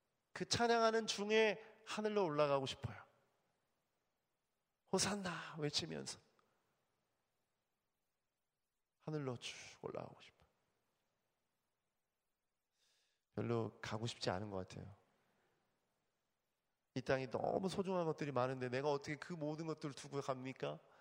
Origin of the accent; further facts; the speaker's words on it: Daejeon, South Korea; 저희 대전, 제가 대전 출신인데